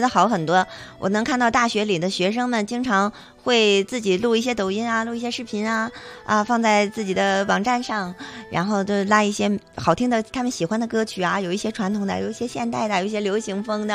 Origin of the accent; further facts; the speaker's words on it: China; 因为我们是中国人嘛，我觉得作为中国人